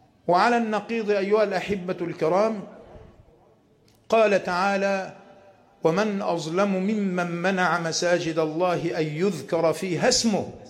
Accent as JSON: {"language": "Arabic", "country": "Egypt", "said": "أن يحفظ بلادنا مصر من كل مكروه وسوء"}